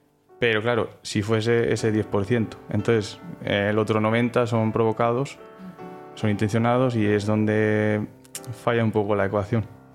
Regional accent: Soria, Castile and León, Spain; Soy de Soria, entonces trabajaba allí en un pueblo de la provincia

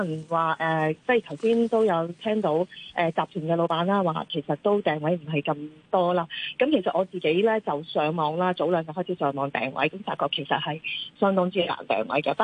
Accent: Hong Kong; 平時我哋香港人出去兩旅行啦

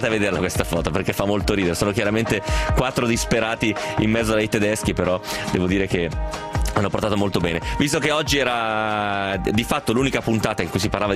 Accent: Bari, Apulia, Italy; io ovviamente sono di Bari.

